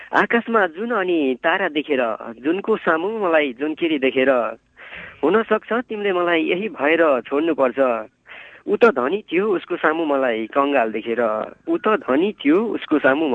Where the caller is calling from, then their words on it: Bhojpur, Koshi Province, Nepal; म भोजपुर माने भन्ज्याङबाट … बोल्दैछु।